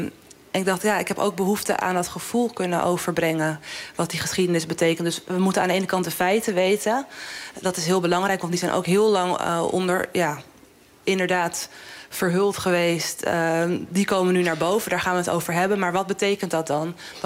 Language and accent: Dutch; Amsterdam, North Holland, Netherlands; Want ik ben in Amsterdam-Zuidoost opgegroeid. En dat is heel veel Surinaamse cultuur die je daar vindt.